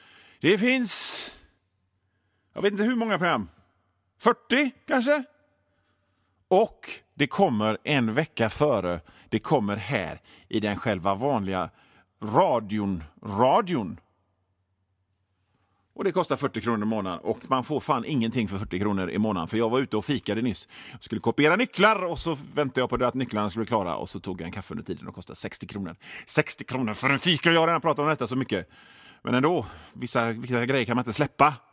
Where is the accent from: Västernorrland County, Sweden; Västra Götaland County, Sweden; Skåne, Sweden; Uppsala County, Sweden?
Västra Götaland County, Sweden; Gothenburg; accent: Gothenburg dialect; Jag måste på något sätt vänja mig av med min göteborgska, känner jag.